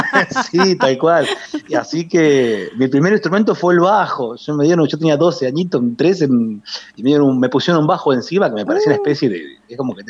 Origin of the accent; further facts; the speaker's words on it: Tandil, Buenos Aires Province, Argentina; now in Ayacucho, Argentina; soy nacido en Tandil, soy tandilense, tandilense, enamorado de Tandil, y vivo hace unos 12 años en Ayacucho, pero siempre tengo el corazón tira al pueblo, ¿no? Vivo acá en Ayacucho, pero siempre muy, muy acerenciado y extrañando Tandil siempre